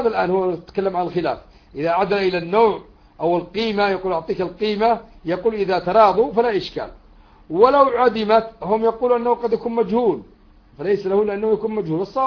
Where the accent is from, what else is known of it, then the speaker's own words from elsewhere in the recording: Yemen; إذا كان عندنا في اليمن مثلا